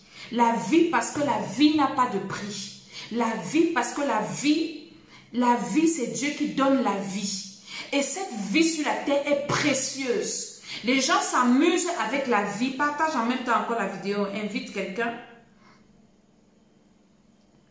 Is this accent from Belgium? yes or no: no; Cameroon; Je suis camerounaise.